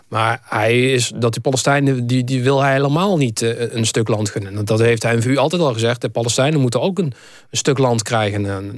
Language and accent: Dutch; Netherlands; Ja, nee, maar ik vind gewoon dat wij als Nederlanders wel graag door willen gaan als meerderheid.